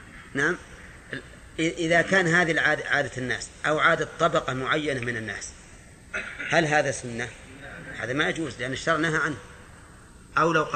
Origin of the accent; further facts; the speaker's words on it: Najd, Saudi Arabia; لو أننا مثلا أردنا أن نلبس لباس الهنود مثلا ونحن من أهل نجد